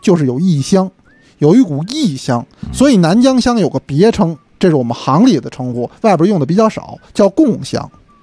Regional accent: Beijing, China; 咱们北京人呢，有的时候吃辣不行，吃辛没问题。

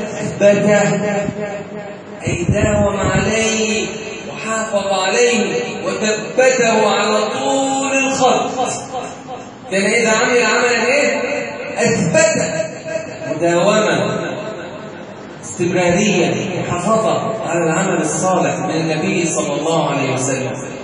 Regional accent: Egypt; اللهم اجعل بلدنا مصر أمنا أمانا

